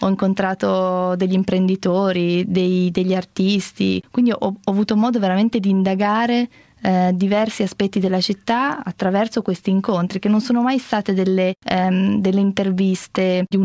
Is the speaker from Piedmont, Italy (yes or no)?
yes; Turin, Piedmont, Italy; Mio papà ha lavorato alla Fiat per 30 anni, io sono cresciuta a Torino